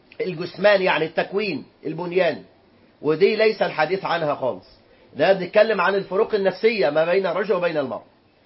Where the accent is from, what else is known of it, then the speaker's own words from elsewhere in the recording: Egypt; ولذلك صارت عندنا حالات الطلاق في البلاد العربية بالملايين وخاصة في بلدنا مصر.